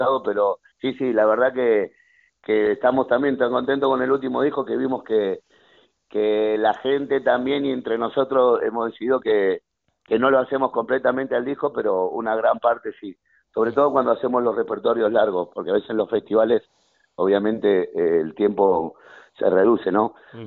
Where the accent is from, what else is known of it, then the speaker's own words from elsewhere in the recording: Argentina; aunque yo soy argentino